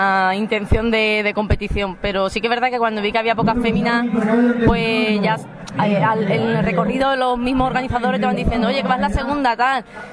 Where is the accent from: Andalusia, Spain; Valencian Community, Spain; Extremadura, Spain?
Andalusia, Spain; San Fernando; Nosotros somos de San Fernando. Uh-huh. San Fernando y Medina Sidoní.